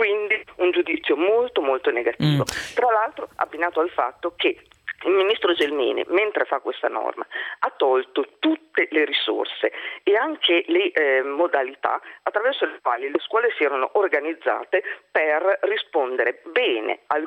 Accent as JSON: {"language": "Italian", "region": "Emilia-Romagna", "country": "Italy", "said": "Io vengo dall'Emilia Romagna"}